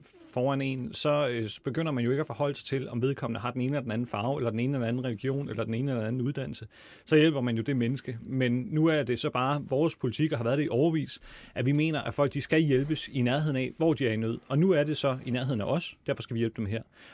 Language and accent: Danish; Syria; Jamen, der vil jeg så tænke som syrer